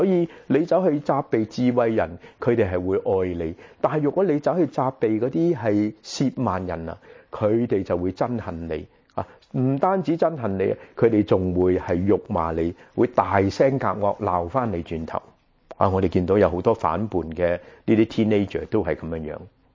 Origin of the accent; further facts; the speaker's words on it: Guangdong, China; 我们广东人说招积